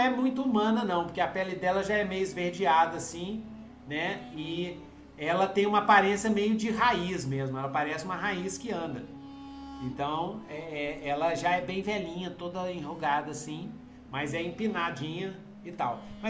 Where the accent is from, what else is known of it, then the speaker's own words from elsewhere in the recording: Brazil; Eu sou brasileiro, pô!